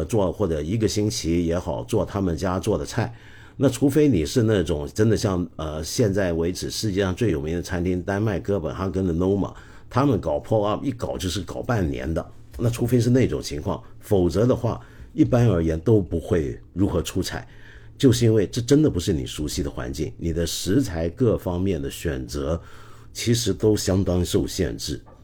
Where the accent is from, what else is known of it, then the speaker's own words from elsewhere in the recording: Guangdong, China; 就拿我们广东人最很简单的一道菜